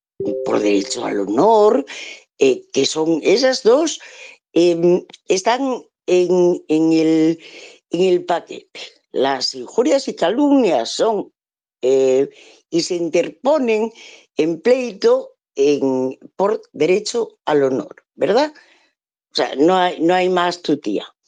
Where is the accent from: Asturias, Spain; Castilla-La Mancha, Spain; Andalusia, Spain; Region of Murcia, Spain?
Asturias, Spain; first language Asturian; Spanish is a second language; yo hay veces que se me escapa hablar, pues como en mi lengua materna. Yo soy asturiana y muy orgullosa, además.